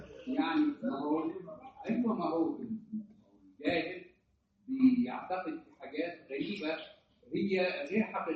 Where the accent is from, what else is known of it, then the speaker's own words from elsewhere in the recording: Egypt; يعني حتى يعني عندنا في مصر هنا تلاقي احيانا الناس تروح تتبرك